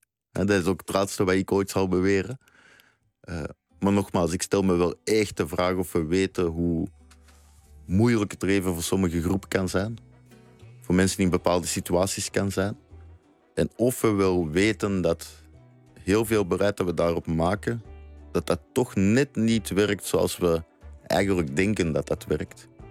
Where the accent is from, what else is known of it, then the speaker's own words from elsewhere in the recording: Belgium; now in Netherlands; ik ben Belg. Ik ben daar best trots op. Ik noem mezelf niet snel Vlaming. Ik ben een van de laatste staande Belgen, zeg ik altijd. Dus ik ben geen Nederlander.